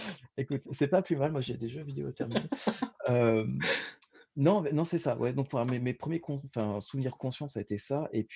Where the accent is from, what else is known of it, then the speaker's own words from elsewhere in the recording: Brittany, France; donc moi je suis breton à la base